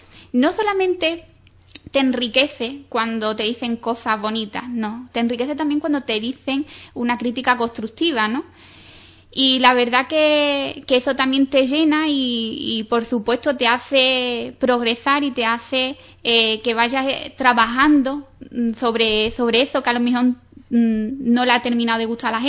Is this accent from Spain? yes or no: yes; Ubrique, Andalusia, Spain; me he podido embarcar en comprometerme con mi pueblo, en lo que me estaban pidiendo, que expusiera aquí en Ubrique